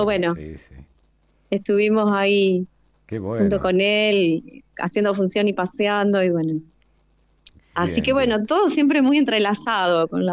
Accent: Rosario, Santa Fe, Argentina; yo soy rosarina

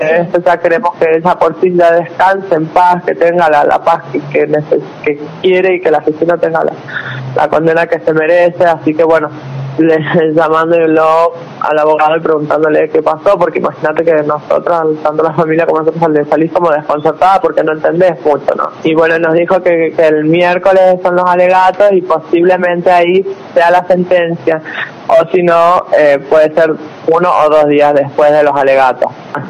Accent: San Juan, Argentina; yo soy oriunda de San Juan

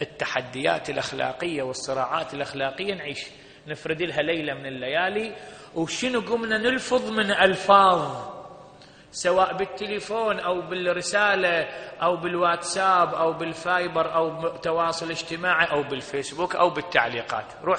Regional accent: Iraq; انت تدري بعض العشائر عندنا بالعراق

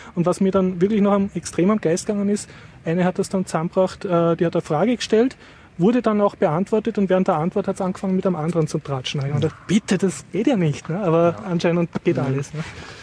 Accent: Austria; ist aber was für mich als Österreicher sehr Peinliches passiert

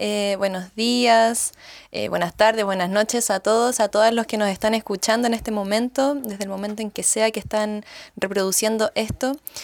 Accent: Santiago, Santiago Metropolitan, Chile; yo estuve nacida y criada en Santiago, allá en la ciudad, y allá siempre me sentí muy conectada a lo que eran las montañas.

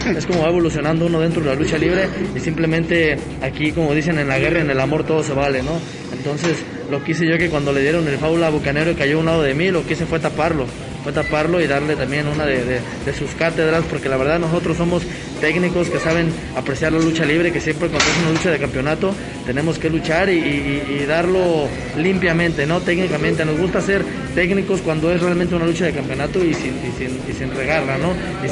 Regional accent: Guadalajara, Jalisco, Mexico; me atrevo a decir que aquí Guadalajara, Jalisco es mi tierra

